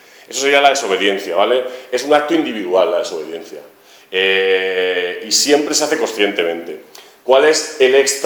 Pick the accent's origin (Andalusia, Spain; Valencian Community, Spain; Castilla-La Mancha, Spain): Castilla-La Mancha, Spain; Albacete; now in Madrid, Spain; bueno, soy de Albacete, pero estoy ahora viviendo en Madrid